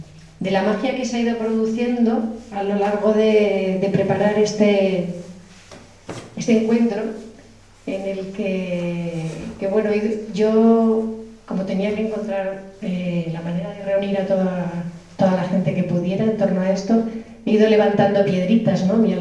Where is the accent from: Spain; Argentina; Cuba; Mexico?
Spain; Barakaldo, Basque Country; Y en Maracaldo, en mi pueblo, estuve levantando varias